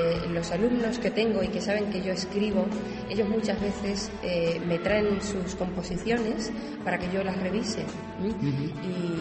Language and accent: Spanish; Extremadura, Spain; also born or lived in Valencia; Sí, soy extremeña, pero nací en Valencia.